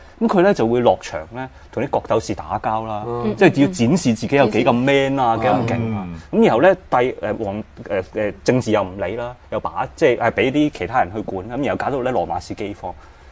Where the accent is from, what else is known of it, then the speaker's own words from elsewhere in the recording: China; 咁所以我哋中國人以為是最好的嘢呢、其實不一定是最好的